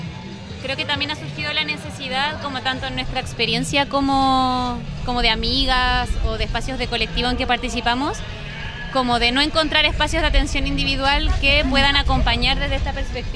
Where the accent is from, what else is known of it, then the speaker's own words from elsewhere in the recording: Chile; nosotras somos psicólogas de Chile, pero no tenemos homologación del título aquí